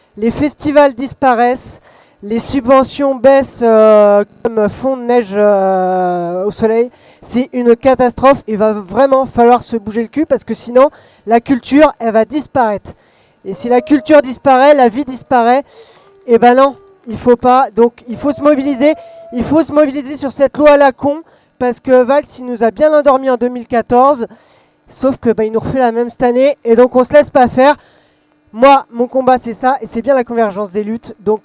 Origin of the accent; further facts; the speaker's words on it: Le Mans, Pays de la Loire, France; Pour info, je suis du Mans, et même au Mans, qui est une petite ville, ça commence.